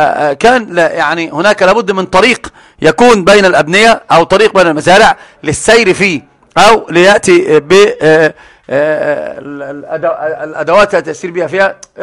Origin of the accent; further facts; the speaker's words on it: Egypt; يجعل تند المعلومة عندنا في مصر